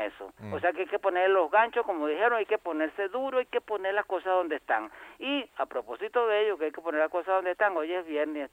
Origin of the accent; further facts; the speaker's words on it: Venezuela; nos acerquemos como venezolanos